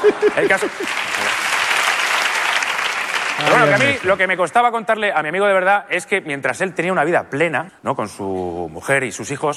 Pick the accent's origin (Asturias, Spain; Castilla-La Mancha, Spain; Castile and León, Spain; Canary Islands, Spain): Castilla-La Mancha, Spain; Albacete; Porque yo soy de Albacete.